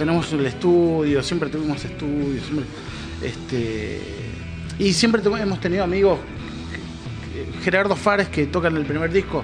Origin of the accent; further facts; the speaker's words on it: Merlo, Buenos Aires Province, Argentina; El oeste nos va juntando todos, somos todos de Burlingame, Merlo, claro.